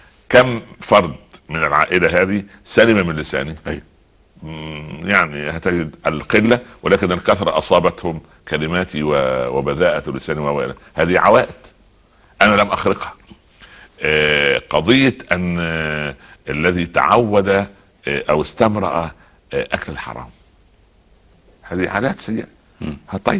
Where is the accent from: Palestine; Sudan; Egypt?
Egypt; يعني اضرب مثال تعودنا عليه كمصريين وعرب